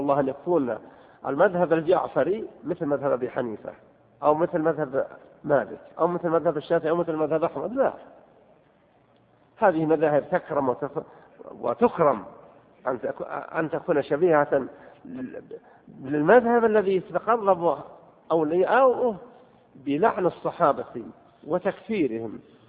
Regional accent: Saudi Arabia; أن يصلح حالنا وحال بلادنا المملكة العربية السعودية

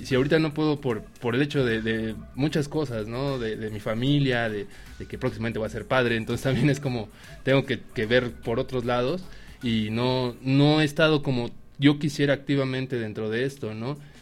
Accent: Mexico; Somos mucho más mexicanos, somos millones de mexicanos

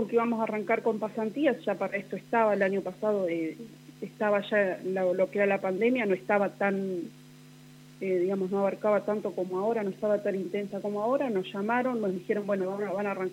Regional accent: Villa Massa, Buenos Aires Province, Argentina; moved away as an adult; now in Santa Rosa, Argentina; Yo tengo 36 años. Soy oriunda de la provincia de Buenos Aires, de Villa Massa. Y me vine a Santa Rosa, porque estoy en pareja

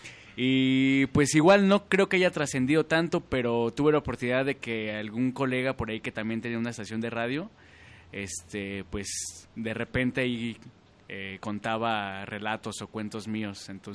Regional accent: Mexico City, Mexico; Pues yo vengo de la Ciudad de México, antes DF, como bien lo dijiste. Creo que pertenezco todavía al DF, pero pues bueno, estoy aquí por motivos amorosos

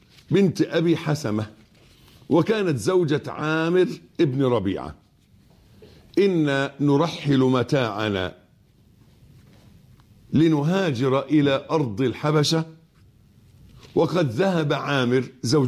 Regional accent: Egypt; اللي احنا بنقول عليه أبيض في عرفنا في مصري كمصريين

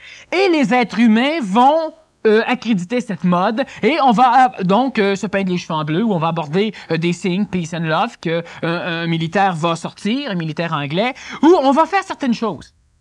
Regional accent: Quebec, Canada; Et ce n'est pas parce que je suis Québécois que je le dis.

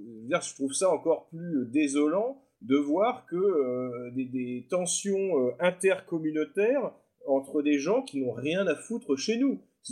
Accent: France; Nous, en tant que Français blancs, moi je me place toujours dans le sens de ma communauté.

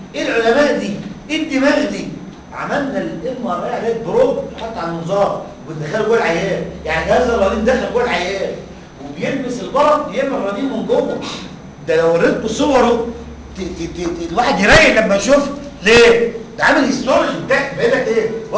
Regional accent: Egypt; فطبعا عندنا في مصر مالوش قيمه

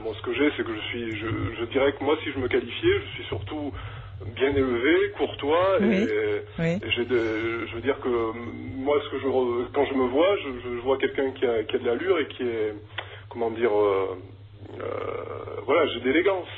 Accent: Martinique, France; c'est lié aussi à mon histoire, hein, c'est que moi, je suis martiniquais

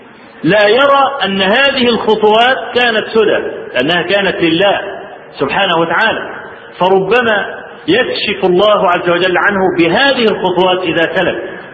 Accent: Egypt; الزلزال اللي حصل في مطلع سنة 90 عندنا في مصر

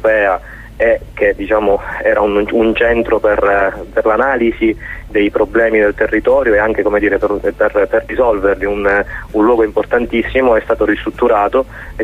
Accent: Sicily, Italy; io sono siciliano che è ritornato in Sicilia dopo diversi anni fuori

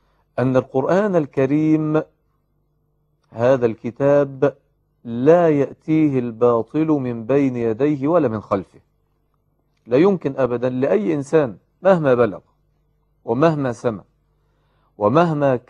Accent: Egypt; الصبيان الذين يلعبون في الزوايا والحواري عندنا في مصر وفي غيرها

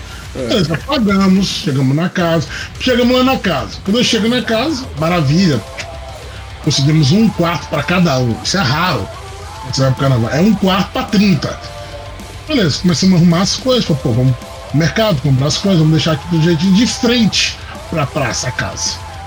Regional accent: Minas Gerais, Brazil; Minas. Minas é um ótimo carnaval.

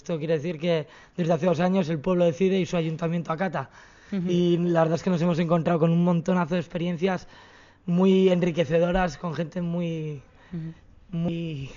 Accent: Bilbao, Basque Country, Spain; uh-huh, y soy de Bilbao, de la acampada de Bilbao.

